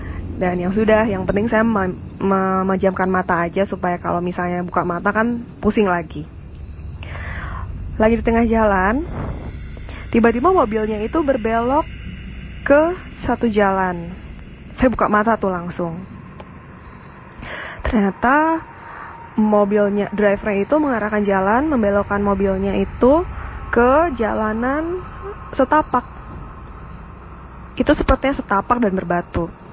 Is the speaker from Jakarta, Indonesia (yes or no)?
yes; Jakarta, Indonesia; saya dari Jakarta.